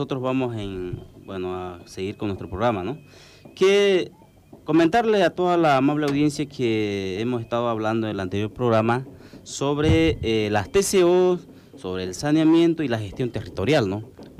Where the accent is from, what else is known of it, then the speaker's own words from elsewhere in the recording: Lomerío, Santa Cruz, Bolivia; En el caso mío, ¿no?, soy de Lomerío